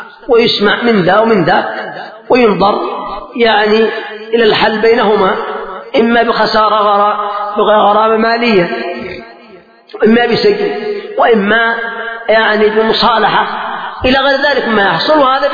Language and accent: Arabic; Yemen; فمثلا لما حصل قبل مدة ثورة عندنا في اليمن